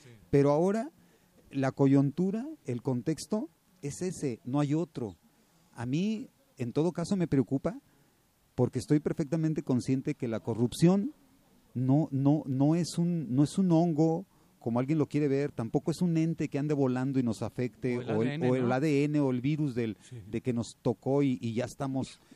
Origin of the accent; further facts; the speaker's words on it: Mexico; Yo creo que esto define perfectamente nuestra cultura como mexicanos